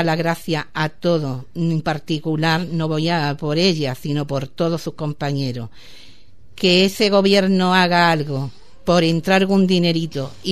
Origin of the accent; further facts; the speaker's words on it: Ubrique, Andalusia, Spain; en este pueblo tan maravilloso, mi pueblo Ubrique